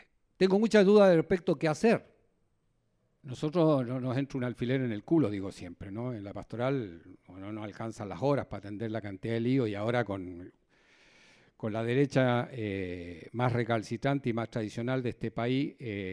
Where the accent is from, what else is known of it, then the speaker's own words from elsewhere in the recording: Santiago, Santiago Metropolitan Region, Chile; moved away as an adult; now in Argentina; Yo soy chileno y soy santiaguino y tengo dos barrios en mi cabeza, en mi piel, en mi corazón, en mi olfato, ¿no? En mis oídos.